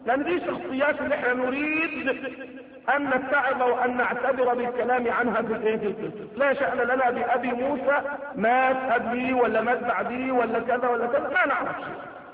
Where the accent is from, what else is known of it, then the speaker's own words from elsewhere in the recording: Egypt; فإذا إحنا مصريين، أنا مصري